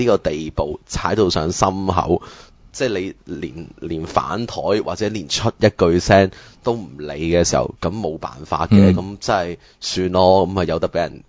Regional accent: Hong Kong; 我哋香港人

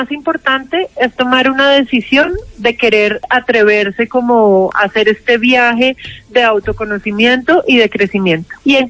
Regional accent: Manizales, Caldas, Colombia; Yo soy de Manizales.

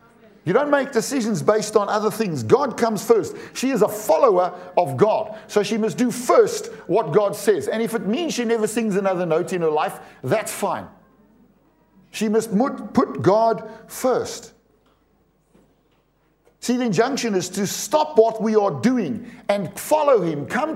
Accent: South Africa; To South Africans, when I say "I'm coming just now," it means when I'm finished doing what I'm doing now, at some point in the near future, you'll see me.

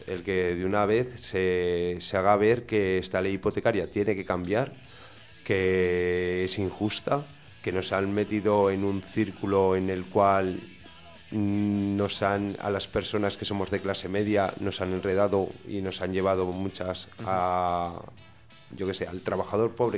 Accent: Tauste, Aragon, Spain; No, yo soy de Tauste, perdona.

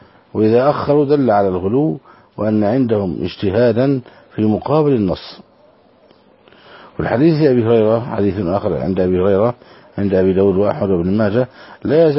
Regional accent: Bureij, Gaza Strip, Palestine; هذا كان من قريتنا البريجات رحمه الله

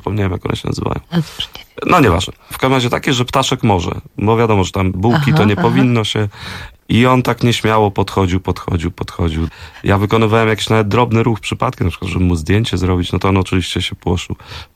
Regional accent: Warsaw, Masovian Voivodeship, Poland; ja właśnie się wychowywałem na Stegnach, obok była Sadyba i w moim dzieciństwie jeszcze bardzo dużo tych starszych panów hodowało gołębie

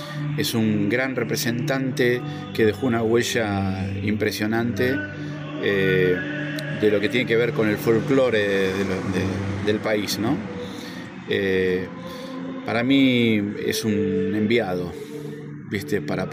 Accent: Argentina; Y en el norte de Argentina, yo soy argentina

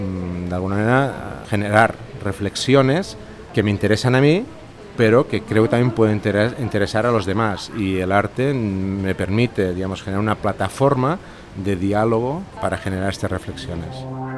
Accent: Barcelona, Catalonia, Spain; vengo de la ciudad de Barcelona, en España.

